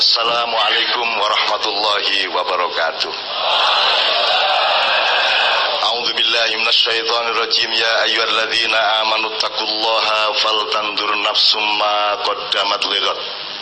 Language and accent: Indonesian; Jombang, East Java, Indonesia; also born or lived in Ponorogo; Kampung dan rumah pertama saya adalah Menturo Sumomito Jombang.